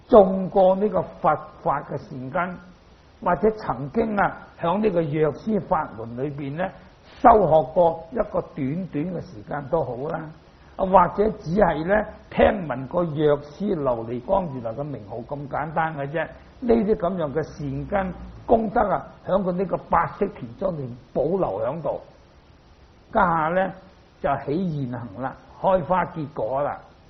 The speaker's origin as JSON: {"language": "Cantonese", "country": "China", "said": "所以咧，我哋中國人啊，如果你肯讀呢啲佛經咧，你對於中國嘅文化咧，係對你有好大嘅幫助啊！"}